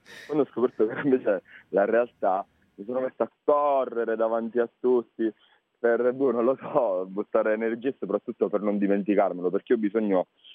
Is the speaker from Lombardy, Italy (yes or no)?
no; Sicily, Italy; accent: Sicilian; Sono della provincia più meridionale, la provincia di Ragusa, conosciuta per il barocco